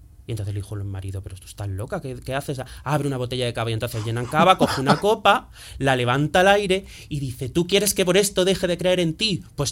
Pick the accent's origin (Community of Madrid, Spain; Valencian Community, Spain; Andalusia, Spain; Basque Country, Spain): Andalusia, Spain; yo soy de Andalucía, o sea, ya ahí, si el folclore en España es fuerte, el folclore religioso en Andalucía más. Soy de un pueblo, me crié en los 90